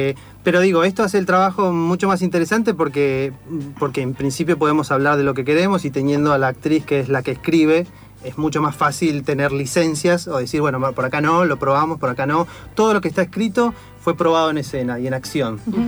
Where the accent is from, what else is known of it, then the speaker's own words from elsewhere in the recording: Argentina; es difícil estar totalmente contento en el contexto que nos toca vivir como argentinos, como latinoamericanos.